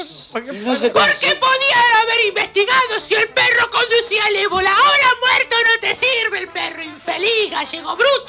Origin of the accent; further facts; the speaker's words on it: Argentina; Ahora que cumplimos 500 y pico de años de la conquista de que somos Argentina